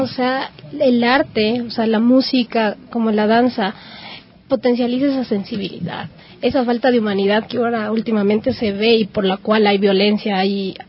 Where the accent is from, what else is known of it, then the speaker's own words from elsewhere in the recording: Ecuador; nos une en la parte cultural como ecuatorianos